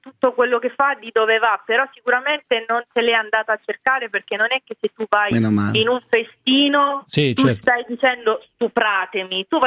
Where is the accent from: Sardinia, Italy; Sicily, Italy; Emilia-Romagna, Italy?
Sicily, Italy; perché io sono siciliana